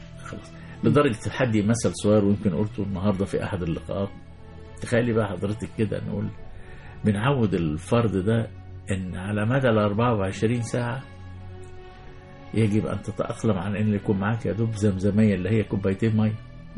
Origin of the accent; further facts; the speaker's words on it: Egypt; طب احنا مصريين بقى